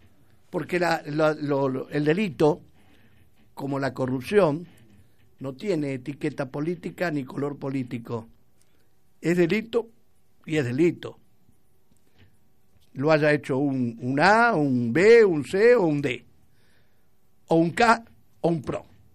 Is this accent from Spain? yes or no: no; Argentina; Esto se debe a que nos han quebrado como argentinos.